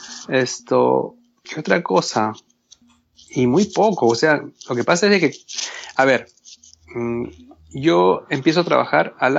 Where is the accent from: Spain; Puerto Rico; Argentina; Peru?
Peru; Sí, soy peruano. Soy peruano, fue descendiente, ¿sí?, de japoneses. Mis abuelos, sí, japoneses, de Okinawa.